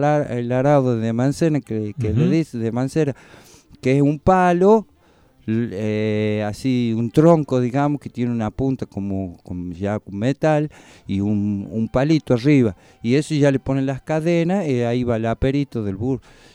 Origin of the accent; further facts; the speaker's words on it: Calchaquí Valleys, Argentina; yo tengo de nacionalidad, yo soy de allá del Valle Calchaquís.